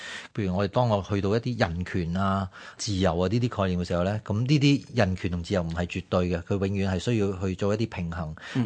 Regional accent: China; 其实我哋中国人嗰个伦理观念入边有唔少啲一类咁样嘅价值观喺入边嘅

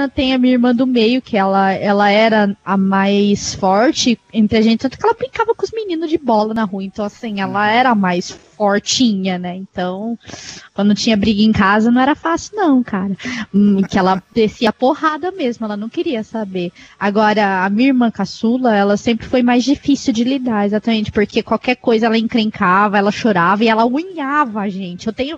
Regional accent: São Paulo, Brazil; não muito longe daqui onde eu moro, né? Que eu sou do interior de São Paulo.

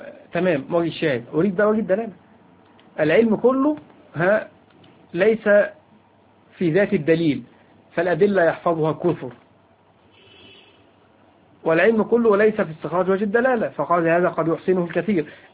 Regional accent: Egypt; وهذا أمر على فكرة منتشر فيه على الأقل عندنا في مصر

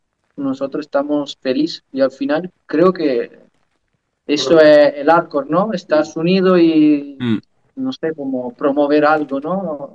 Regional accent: Italy; now in Fuerteventura, Spain; nosotros somos extranjeros, somos italianos, pero llevamos muchísimos años.

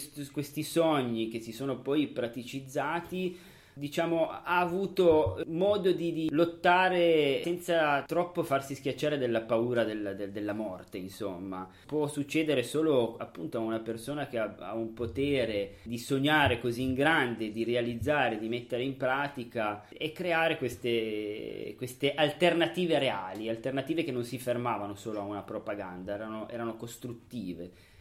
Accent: Sicily, Italy; originario della provincia di Palermo. I miei genitori sono entrambi nati a Partinico, un paese molto vicino al paese di Peppino Impastato.

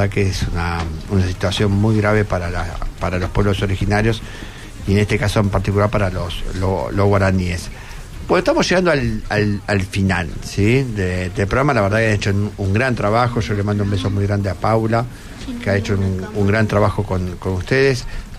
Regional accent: Buenos Aires, Argentina; soy de Flores.

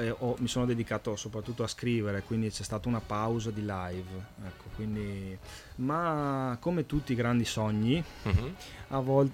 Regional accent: Veneto, Italy; Io sono veneto, quindi Femo, Demo.

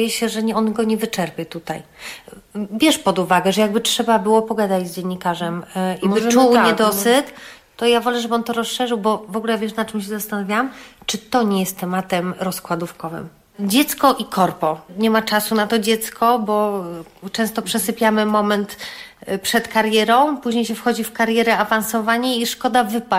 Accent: Grodzisk Mazowiecki, Masovian Voivodeship, Poland; sama jestem spod Warszawy, z Grodziska

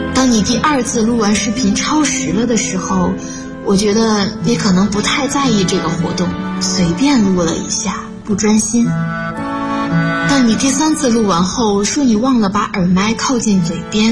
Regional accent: Shenzhen, Guangdong, China; 来自深圳。我在南京大学，距离我的家乡1300公里。

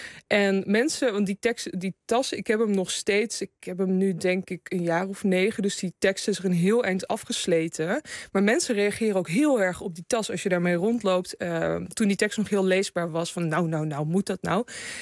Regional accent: Gelderland, Netherlands; In de Betuwe.

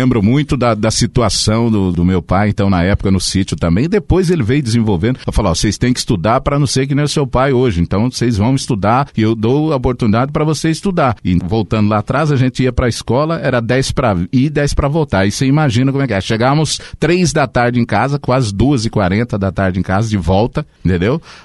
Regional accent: Cruzeiro do Oeste, Paraná, Brazil; also born or lived in Japurá; now in Foz do Iguaçu, Brazil; Aí bati aqui em Foz do Iguaçu. Vim lá de Cruzeiro do Oeste, aqui também no noroeste do estado, Cruzeiro do Oeste, a cidade onde eu cresci, né? Sou de Japurá, natural de Japurá, cheguei muito pequeno em Cruzeiro do Oeste, até na área rural

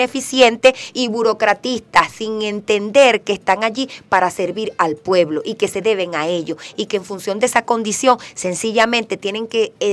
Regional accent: Venezuela; nosotros tenemos que organizarnos como venezolanos y venezolanas

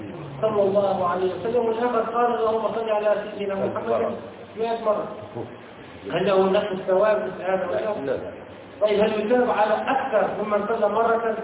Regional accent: Tunisia; من عندنا في تونس

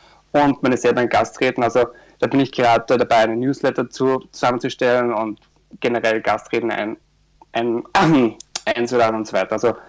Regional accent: Austria; now in Montreal, Canada; gestern hatten wir zum Beispiel in Österreich, also in meinem Heimatdorf, -16 Grad, wo ich mir gedacht habe, so wow, eigentlich soll es ja bei mir kalt sein und nicht zu Hause.

